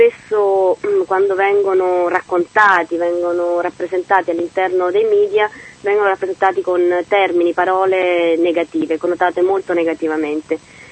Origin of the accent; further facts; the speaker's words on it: Chile; Italian is a second language; nel mio caso, che sono cilena, non posso per legge fare il direttore responsabile